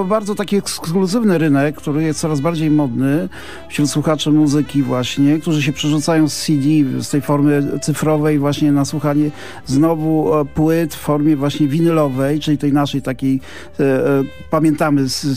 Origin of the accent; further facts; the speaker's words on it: Ostrowiec Świętokrzyski, Świętokrzyskie Voivodeship, Poland; ja się wychowywałem niedaleko Ćmielowa, że w Ostrowcu Świętokrzyskim, to jest ten rejon Gór Świętokrzyskich